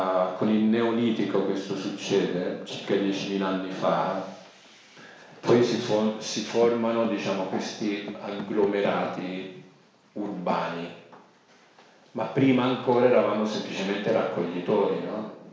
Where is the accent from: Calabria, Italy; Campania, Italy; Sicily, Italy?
Sicily, Italy; Io sono siciliano d'origine